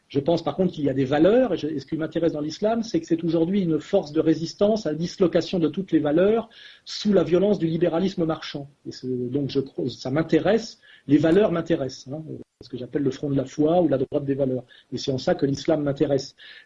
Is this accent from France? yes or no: yes; France; Mais il se trouve que moi, je suis français